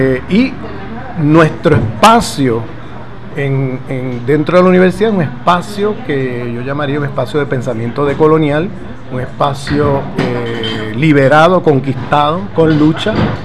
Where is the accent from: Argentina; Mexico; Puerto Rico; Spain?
Puerto Rico; Bueno, yo soy puertorriqueño y vengo de una colonia norteamericana